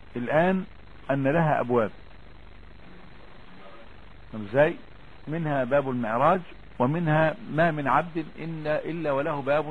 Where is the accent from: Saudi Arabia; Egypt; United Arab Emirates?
Egypt; Upper Egypt; لا احنا صعيدة يا حاج. لا هو المشكلة في ايه يعني، ان انا صعيدي وهما بورسعيدية.